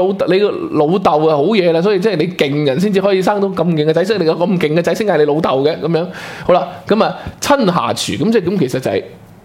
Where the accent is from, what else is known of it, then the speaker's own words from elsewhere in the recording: Guangdong, China; 即係我哋廣東人咧，就係即係叫做一倉二芒三就馬膠囊